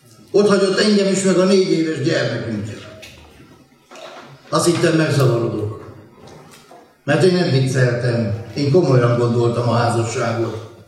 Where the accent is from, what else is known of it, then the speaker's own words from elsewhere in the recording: Săcueni, Bihor, Romania; Ahogy felnőttem Székelyhídon, ahonnan származom